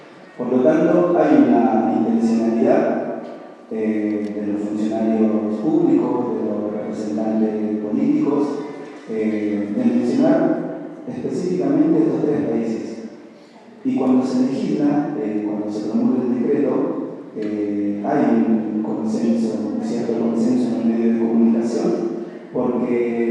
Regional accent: Peru; moved away; Soy de Perú. Me vine hace 10 años a esta ciudad de estudiar y hoy me hice mi casa como una segunda casa, un segundo hogar.

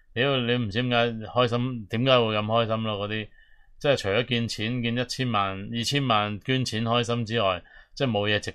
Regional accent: Hong Kong; 所以我哋香港人普遍都唔中意自由党嘅

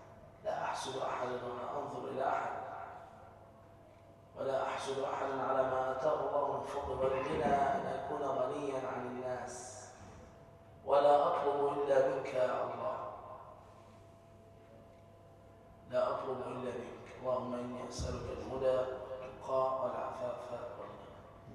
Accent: Egypt; اللهم احفظ مصر بلدتنا من كل مكروه وسوء.

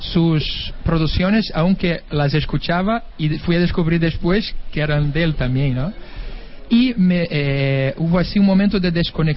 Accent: Brazil; Spanish is a second language; moved away as an adult; now in Spain; soy brasileño, he vivido allí hasta los 19 años y de repente pues tuve esa mutación hacia la vida aquí en España, a componer también en castellano, pero mi música, mi raíz es de allá

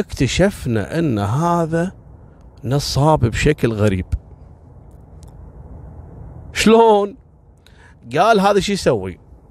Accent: Kuwait; مرة كنت في زيارة لمخفر عندنا في الكويت، مخفر شويخ الصناعية

